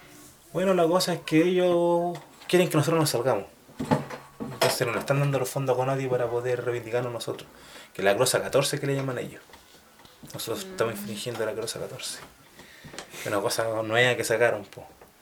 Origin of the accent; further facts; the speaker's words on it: El Salto, Santiago Metropolitan Region, Chile; yo estando en Santiago, me crié en El Salto. Yo iba en un liceo súper igual bien marginal.